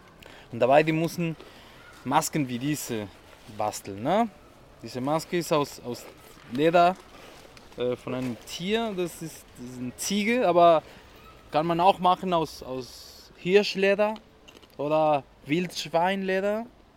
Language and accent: German; northern Mexico, Mexico; German is a second language; In Mexiko im Norden haben wir die Wüste, die Wüsteregion. Und da, ja, wir kommen aus dieser Ecke, aus Norden Mexikos